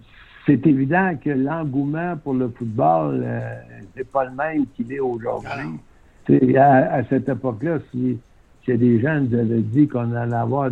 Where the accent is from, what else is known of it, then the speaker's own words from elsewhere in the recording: Quebec City, Quebec, Canada; moi je viens de Québec, ouais. À cette époque-là, on était déménagé en banlieue à Sainte-Foy